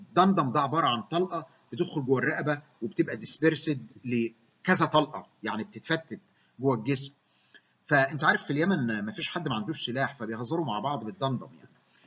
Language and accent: Arabic; Egypt; وممكن كمان عندنا في مصر الفلاحين مكن الري